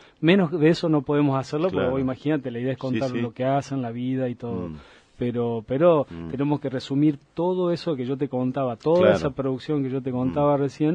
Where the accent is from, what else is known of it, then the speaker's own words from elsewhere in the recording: Jujuy, Argentina; Sí, en Jujuy me dedicaba mucho al turismo también